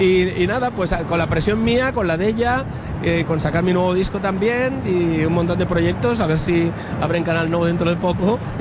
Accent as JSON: {"language": "Spanish", "town": "Valencia", "region": "Valencian Community", "country": "Spain", "said": "Soy muy valenciano. Yo, fíjate, soy clásico que nací en la Cigüeña."}